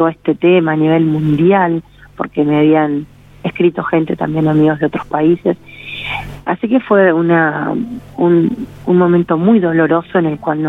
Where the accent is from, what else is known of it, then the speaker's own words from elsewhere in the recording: Santa Rosa, La Pampa, Argentina; also born or lived in Santa Fe; vengo de Santa Rosa, La Pampa. Son muchos años acá, más de 37 años viviendo acá. Mi papá me trajo de Santa Fe